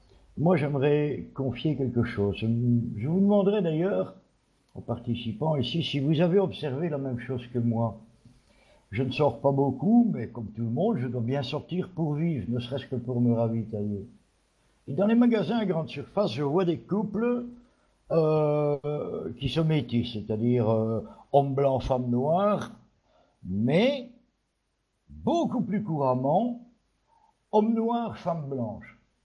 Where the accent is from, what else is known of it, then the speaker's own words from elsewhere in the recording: Belgium; comme je suis belge, que j'habite un pays à forte densité de population, où l'agriculture a, pour ainsi dire, disparu